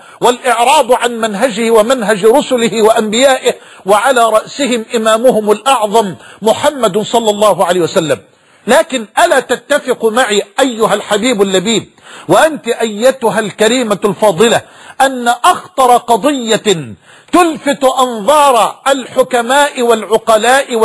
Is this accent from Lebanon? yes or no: no; Egypt; وأن بلدنا مصر تمر بمرحلة حرجة